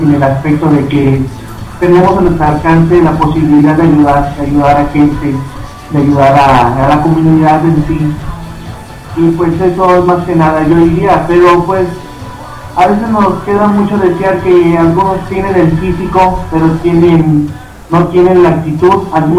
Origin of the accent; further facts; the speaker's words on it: Tampico, Tamaulipas, Mexico; now in Mexico City, Mexico; fueron las amistades que yo he hecho aquí en la Ciudad de México. Yo soy de Tampico, Tamaulipas.